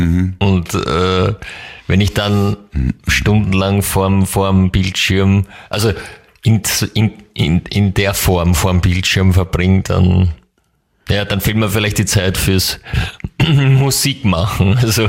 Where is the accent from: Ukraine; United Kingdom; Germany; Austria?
United Kingdom; England; German is a second language; Aber als Engländer.